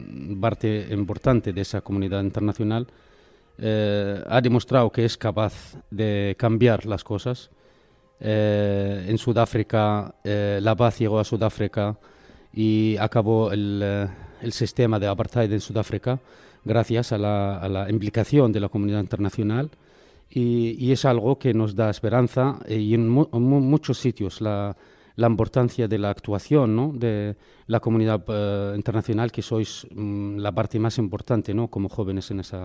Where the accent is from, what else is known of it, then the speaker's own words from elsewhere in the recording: Bethlehem, West Bank, Palestine; Y claro, mi pueblo, Belén, que es un pueblo hermoso y que ojalá pudiéramos regresar ahí y estar en paz y vivir en paz.